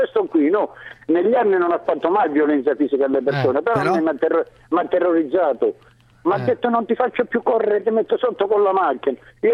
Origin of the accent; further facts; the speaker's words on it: Calabria, Italy; now in Naples, Italy; Da Napoli, però sono calabrese.